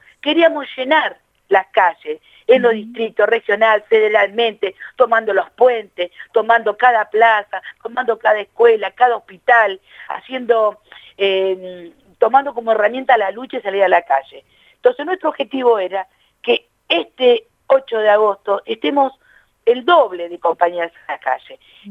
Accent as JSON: {"language": "Spanish", "town": "La Matanza", "region": "Buenos Aires Province", "country": "Argentina", "said": "yo que soy del oeste, soy de La Matanza"}